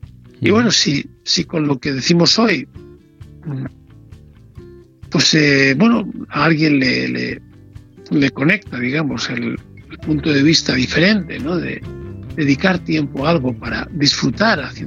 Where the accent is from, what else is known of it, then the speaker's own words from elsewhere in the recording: Ávila, Castile and León, Spain; tú y yo somos de Ávila